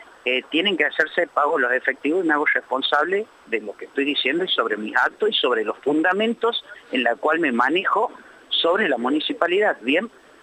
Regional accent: Catamarca, Argentina; born there; now in Buenos Aires Province, Argentina; No, yo nací en la provincia de Catamarca y vivo actualmente en la provincia de Buenos Aires.

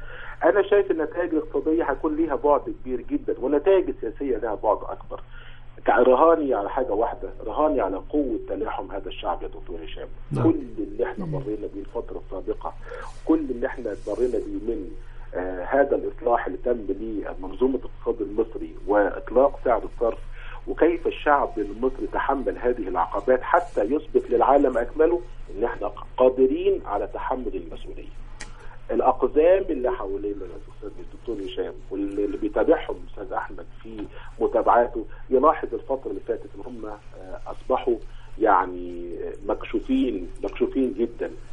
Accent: Egypt; إحنا عندنا في مصر مشروع قومي

